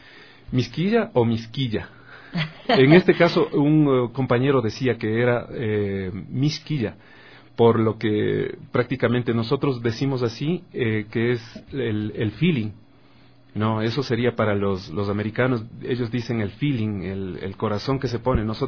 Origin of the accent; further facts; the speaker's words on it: Ecuador; porque me siento muy ecuatoriano desde que yo soy... desde que tengo uso de razón